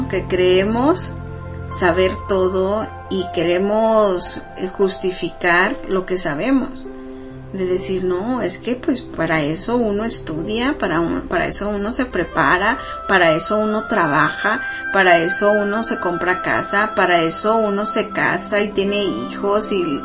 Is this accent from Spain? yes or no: no; Mexico; hoy en día yo soy de origen mexicano, ¿no?